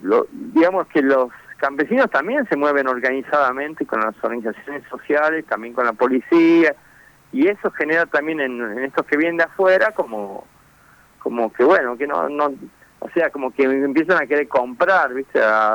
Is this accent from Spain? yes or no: no; Buenos Aires, Argentina; born there; Yo nací en Buenos Aires hace